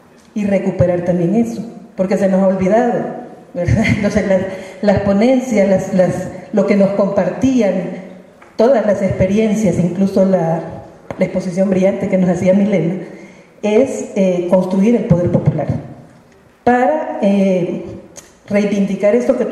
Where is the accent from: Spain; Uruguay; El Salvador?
El Salvador; de El Salvador